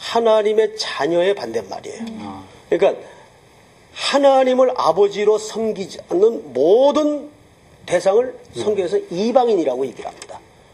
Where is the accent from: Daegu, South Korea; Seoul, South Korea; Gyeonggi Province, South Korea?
Daegu, South Korea; 저는 이제 어릴 적 시절을 대구에서 살았는데